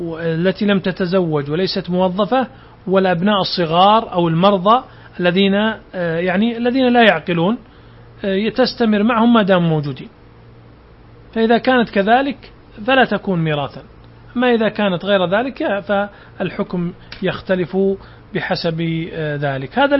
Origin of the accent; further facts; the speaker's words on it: Saudi Arabia; هذا النظام عندنا في السعودية